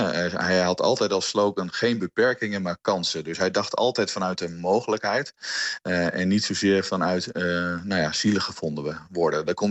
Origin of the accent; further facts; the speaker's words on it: Hardenberg, Overijssel, Netherlands; Wij komen uit Hardenberg allebei.